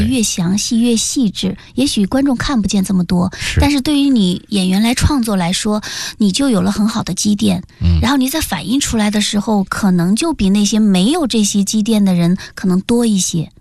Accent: Zhejiang, China; 还有我的老家浙江

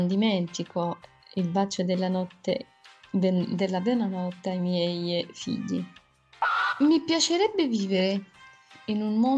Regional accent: Morocco; francese, italiano, l'inglese scolastico. No, non sono nata in Italia. I miei sono marocchini. Sì, sì, sono marocchina, ma mi sento che appartengo a tutto il mondo.

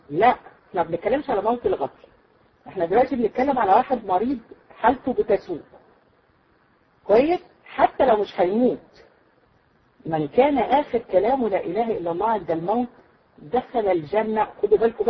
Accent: Egypt; احنا عندنا في مصر يقول لك بتسولي عليه

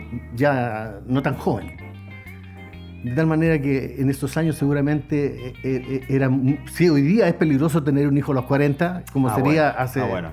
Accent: Angol, Araucanía, Chile; No, angolino de tomo y lomo. Mi casa natal, frente al Gran Carloncho, sí. Búnter con Colima. Perfecto. En la población Tehualda, ahí tuve la suerte de haber nacido y de haberme criado en esas calles

